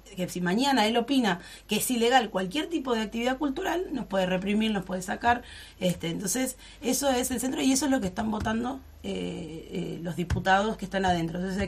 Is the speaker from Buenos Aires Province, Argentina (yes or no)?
yes; El Talar, Buenos Aires Province, Argentina; Bueno, yo soy de La Paloma, soy de del Talar.